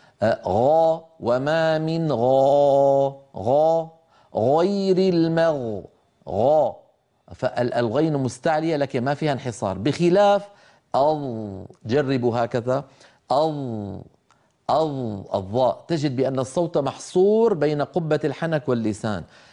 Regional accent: Syria; يعني طبعا أنا من الشام، فأسمع من بعض إخواننا أحيانا مبالغات غير مقبولة في نطق الحرف المكسور

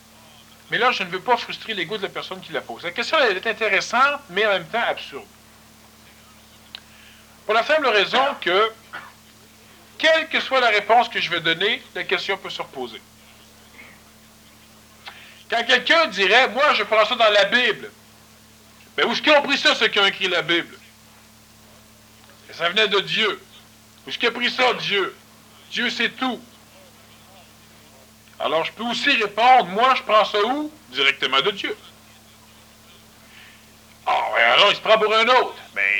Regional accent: Quebec, Canada; Ah, ouais, je suis Québécois.

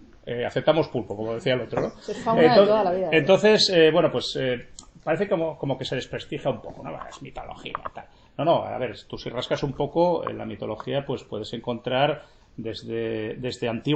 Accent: Gijón, Asturias, Spain; born there; nací en Sixón, pero la familia mía es toda de Salas, de Grau y Tineu. Y tuve la suerte de tener una pata en un lado y otra en otro.

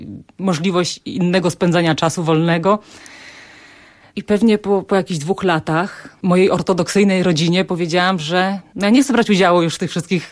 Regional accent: Chobrzany, Świętokrzyskie Voivodeship, Poland; To jest taka miejscowość Chobrzany, niedaleko Sandomierza.

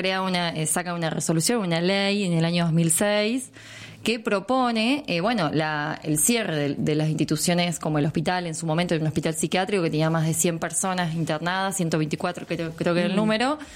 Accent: Villa Mercedes, San Luis, Argentina; Yo me acuerdo cuando era chica que en Villa Mercedes estaba la loca del barrio.

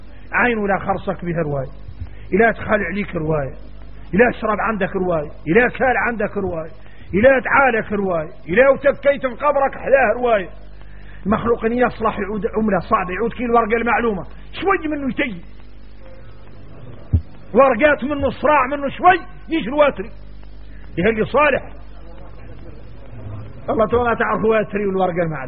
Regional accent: Mauritania; عندنا احنا موريتاني

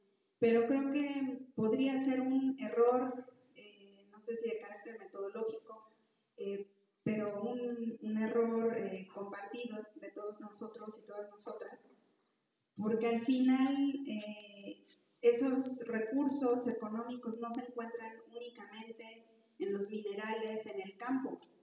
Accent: Mexico City, Mexico; vengo de la Ciudad de México, soy cooperativista.

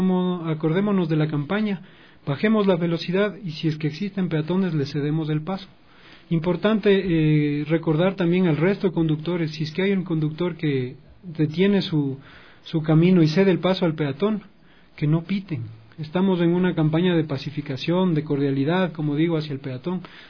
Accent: Quito, Pichincha, Ecuador; Somos quiteños, somos cordiales.

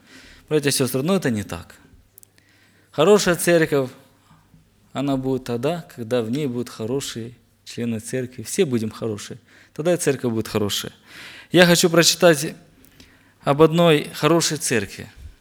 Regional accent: Zmiiv, Kharkiv Oblast, Ukraine; я с Украины, город Змеёв, Харьковской области.

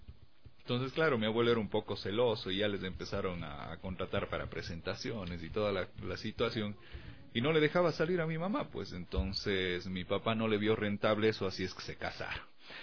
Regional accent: Cuenca, Azuay, Ecuador; soy el primer cuencano campeón nacional de voleibol de playa, es decir, el primer morlaco campeón de voleibol de playa

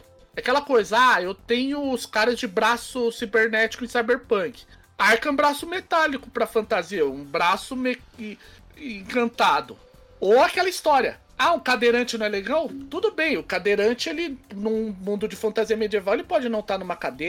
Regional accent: São Paulo, Brazil; Sou de São Paulo, isso dá gatilho em mim também.

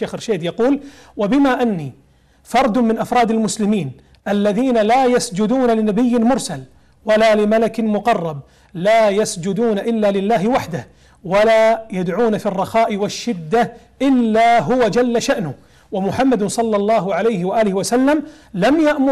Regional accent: Kuwait; جزيرة فيليتش عندنا في الكويت

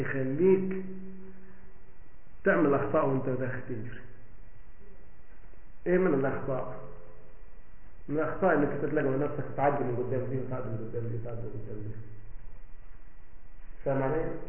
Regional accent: Egypt; ولا كام فدان ارض عندنا في مصر

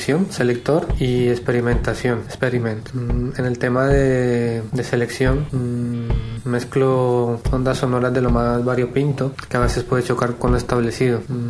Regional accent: Cali, Valle del Cauca, Colombia; now in Spain; Soy de Cali, Colombia, pero vivo en España hace 13 años aproximadamente.

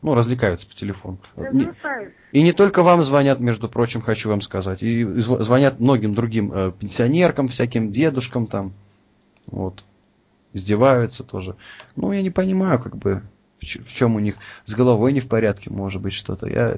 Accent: Latvia; Я сам из Латвии, страна Латвия.

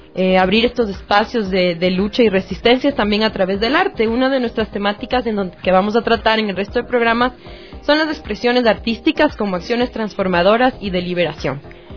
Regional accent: Quito, Pichincha, Ecuador; como mujeres quiteñas, como mujeres que vivimos en un sector determinado, que es la ciudad de Quito

